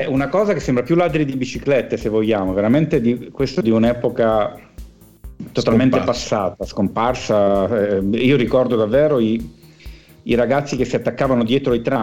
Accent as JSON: {"language": "Italian", "town": "Milan", "region": "Lombardy", "country": "Italy", "tie": "born or raised there", "also_born_or_lived": "Naples", "said": "io come sapete sono di nascita napoletano, sebbene sia cresciuto a Milano fin da quando avevo, credo, un mese, quindi tutti i miei ricordi sono milanesi"}